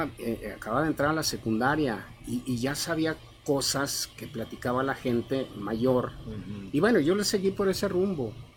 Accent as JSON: {"language": "Spanish", "town": "Guadalupe", "country": "Mexico", "tie": "born or raised there", "said": "Había como 5 o 6 locos en Guadalupe, en mi pueblo, nada más."}